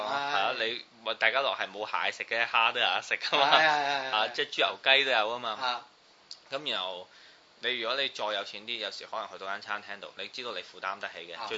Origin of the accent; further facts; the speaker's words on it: Beijing, China; 我哋因為佢咧係嗰度嘅人啦，即係我哋北京人啦